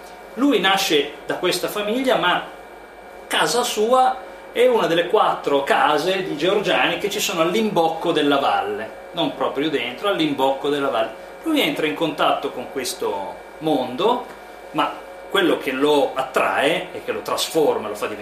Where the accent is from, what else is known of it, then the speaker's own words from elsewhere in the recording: Piedmont, Italy; io sono piemontese. Io sono nato in collina, ho vissuto in collina